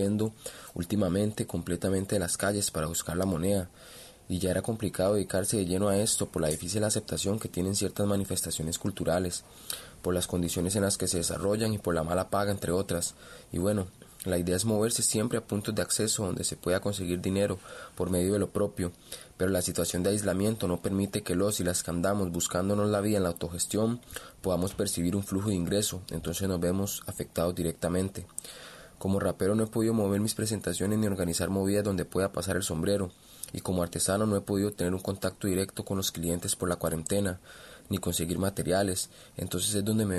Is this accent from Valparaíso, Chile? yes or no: no; Punta Arenas, Magallanes, Chile; de Punta Arenas, soy artista callejero y artesano.